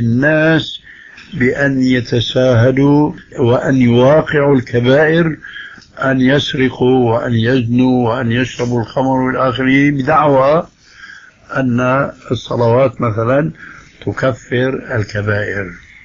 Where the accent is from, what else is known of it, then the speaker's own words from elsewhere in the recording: Syria; وكما يقول عندنا في سوريا نحط رجلنا بقى ماء باردة